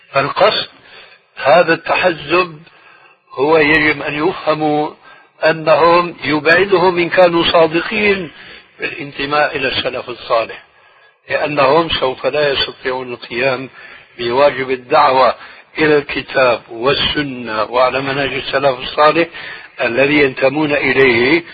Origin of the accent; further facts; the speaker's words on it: Syria; وهو يشير إلى بلدي يعني سوريا